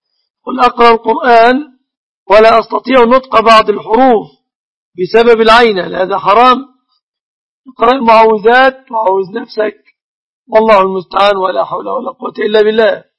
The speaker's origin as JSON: {"language": "Arabic", "country": "Egypt", "said": "الشبكة في بلادنا مصر تعتبر من الصداق لكونهم يتفقون عليها"}